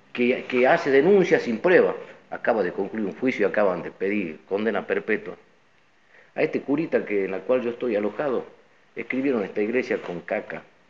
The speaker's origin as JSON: {"language": "Spanish", "town": "Tartagal", "region": "Salta", "country": "Argentina", "said": "venimos nosotros de Tartagal. Yo me enteré en Tartagal como cualquier tartagalense"}